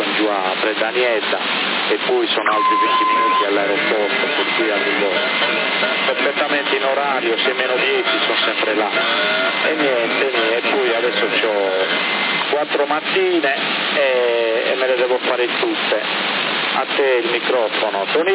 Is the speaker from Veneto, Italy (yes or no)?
no; Sardinia, Italy; io da sardo un po' di cuore per il Cagliari ce l'ho